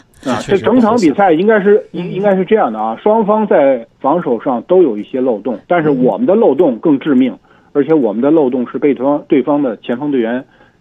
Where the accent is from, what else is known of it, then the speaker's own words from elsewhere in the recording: Beijing, China; 我也是北京人，我也是支持北京国安队的。